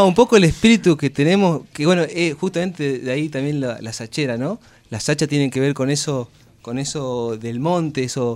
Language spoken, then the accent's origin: Spanish; Catamarca, Argentina; Yo soy de Catamarca en particular y el folclore lo llevo adentro. He bailado mucho tiempo desde chango.